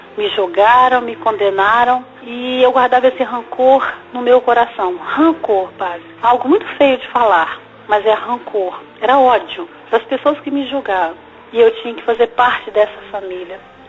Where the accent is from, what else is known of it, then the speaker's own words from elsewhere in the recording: Minas Gerais, Brazil; now in Niterói, Brazil; de Niterói. Eu sou mineira, mas moro aqui em Niterói há 3 anos.